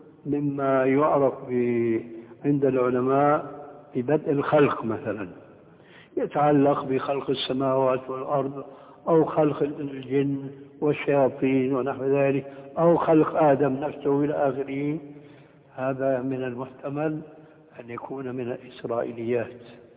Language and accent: Arabic; Syria; التعبير عندنا في سوريا